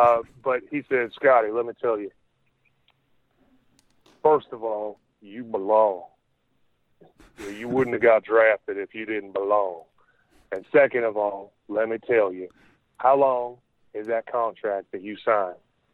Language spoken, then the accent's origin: English; San Diego, California, United States; I'm going from San Diego, where there's nobody watching basketball because it's an outdoor city. That's where mm-hmm. I grew up.